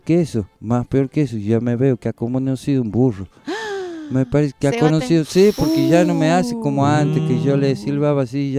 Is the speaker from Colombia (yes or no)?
no; Calchaquí Valleys, Argentina; yo tengo de nacionalidad, yo soy de allá del Valle Calchaquís.